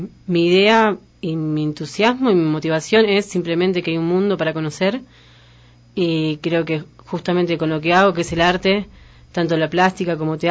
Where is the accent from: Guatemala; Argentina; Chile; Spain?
Argentina; moved away; yo salí también desde Argentina por el norte, uh-huh. De mi país, y crucé a Bolivia